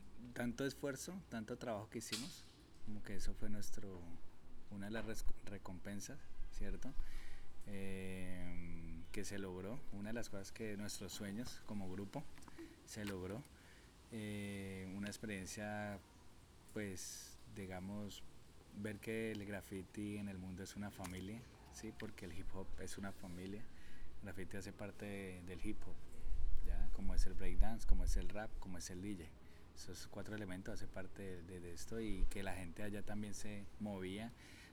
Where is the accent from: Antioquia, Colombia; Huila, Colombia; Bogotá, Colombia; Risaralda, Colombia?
Antioquia, Colombia; Y todo inicia en la Comuna 13, de donde soy, ¿sí?